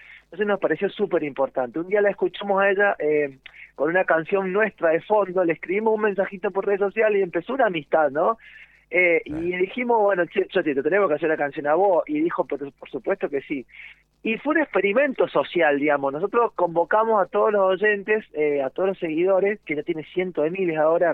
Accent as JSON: {"language": "Spanish", "region": "San Juan", "country": "Argentina", "said": "sanjuanino, guitarrista."}